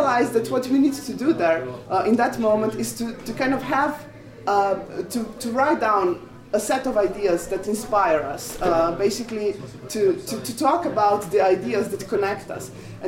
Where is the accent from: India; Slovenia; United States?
Slovenia; I'm from Slovenia, which is the Balkan country that's not Slovakia, obviously.